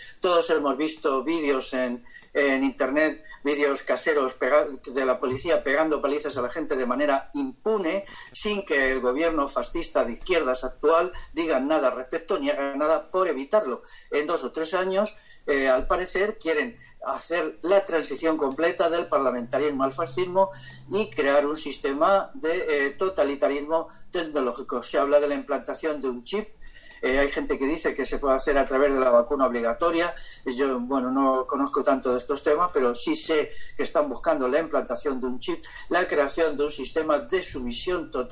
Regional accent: Castile, Spain; yo que soy castellano

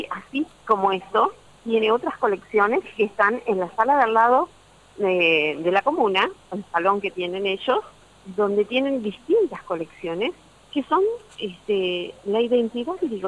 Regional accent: Arocena, Santa Fe, Argentina; Yo soy de Arocena, nacida en Arocena.

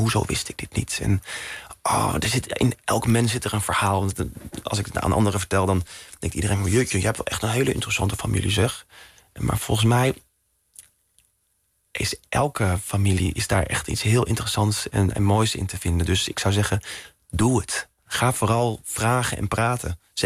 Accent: Netherlands; Ik ben in Nederland opgegroeid. Ik ben opgegroeid in de tijd van Tinder, swipen.

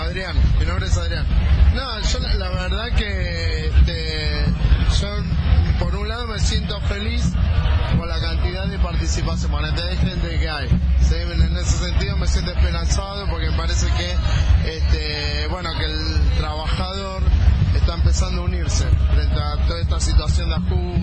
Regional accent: La Matanza, Buenos Aires Province, Argentina; Yo soy de La Matanza. Docente.

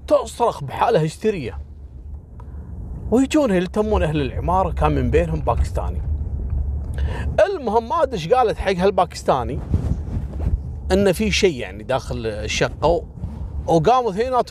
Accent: Kuwait; عندنا في الكويت في منطقة الفروانية

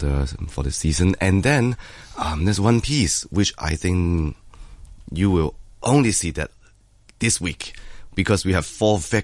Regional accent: Hong Kong; always excited to come back to my hometown orchestra and get to see familiar faces.

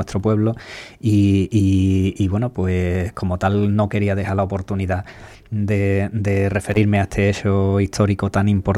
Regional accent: Ubrique, Andalusia, Spain; felicitarnos a todos los andaluces, ubriqueños también, como buenos andaluces que somos

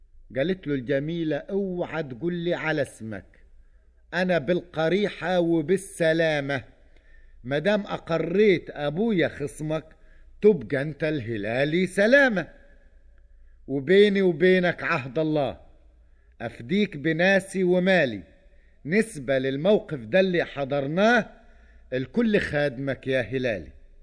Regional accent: Upper Egypt, Egypt; احنا عندنا في الصعيد نقول اللحية مش على الدجن

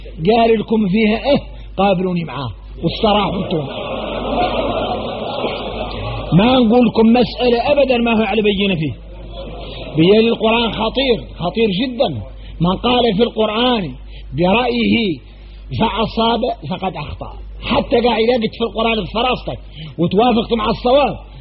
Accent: Mauritania; يا غير احنا موريتاني

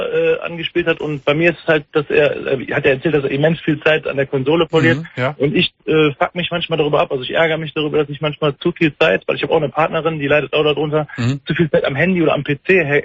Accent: Düsseldorf, North Rhine-Westphalia, Germany; aber ich bin halt Düsseldorfer Jung, bin hier in Düsseldorf-Flingern geboren

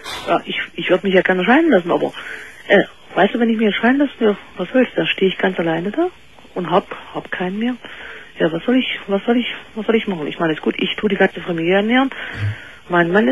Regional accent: East Germany, Germany; Wir kommen aus DDR, also Ex-DDR.

